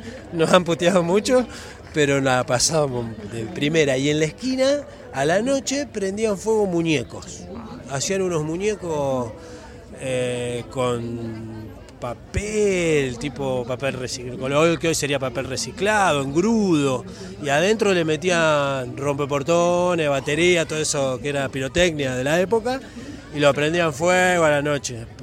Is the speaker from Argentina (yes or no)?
yes; Junín, Buenos Aires Province, Argentina; en el barrio Picaflor, donde yo me nací, me crié, en Junín, ahí en la provincia de Buenos Aires.